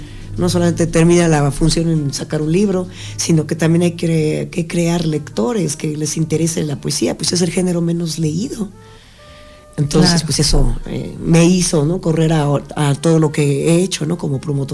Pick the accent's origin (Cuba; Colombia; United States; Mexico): Mexico; Mexico City; Bueno, nací en la Ciudad de México, ¿no? Como ya saben todos, pues es una ciudad bastante ajetreada